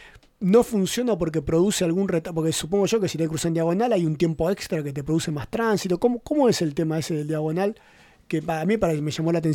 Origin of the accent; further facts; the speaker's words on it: Argentina; una que me llamó la atención porque no estoy acostumbrado, ¿no? Como argentino, una línea punteada